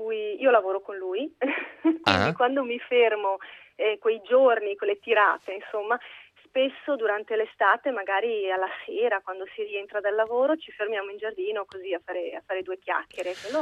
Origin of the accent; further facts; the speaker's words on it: Isola Vicentina, Veneto, Italy; Allora, quando torno a casa sono nella provincia di Vicenza. È un paesino